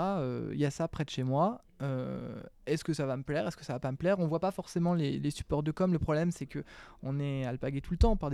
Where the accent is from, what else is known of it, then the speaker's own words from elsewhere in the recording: Sorigny, Centre-Val de Loire, France; vu que je suis une native de Sorigny à la base